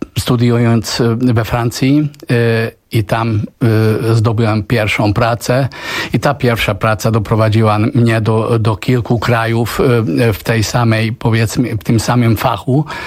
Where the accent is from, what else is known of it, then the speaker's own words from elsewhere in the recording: Hungary; Polish is a second language; also born or lived in Tunisia; ja się urodziłem w Tunezji, wychowałem się na Węgrzech